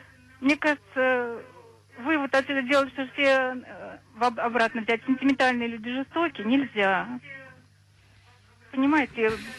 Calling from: Voronezh, Voronezh Oblast, Russia; из Воронежа.

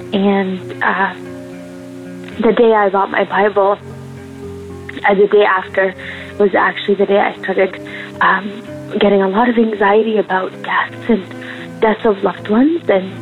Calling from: Canada; I'm calling from Canada.

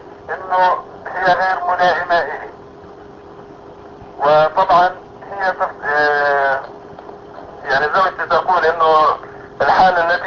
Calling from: Russia; أنا بتصل من روسيا

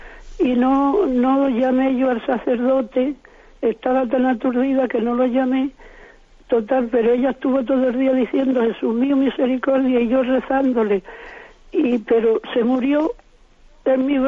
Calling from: Jerez de la Frontera, Andalusia, Spain; de Jerez.

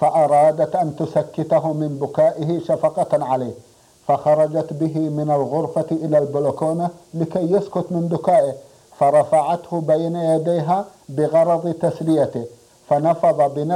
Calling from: Medina, Medina Province, Saudi Arabia; من المدينة المنورة

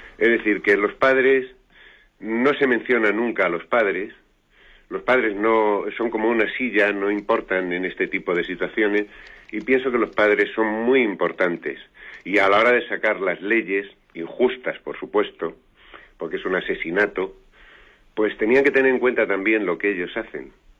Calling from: Madrid, Community of Madrid, Spain; de Madrid.

